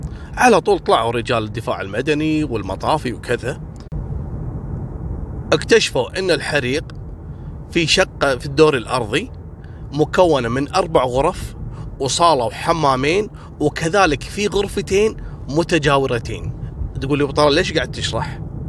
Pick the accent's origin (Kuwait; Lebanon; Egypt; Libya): Kuwait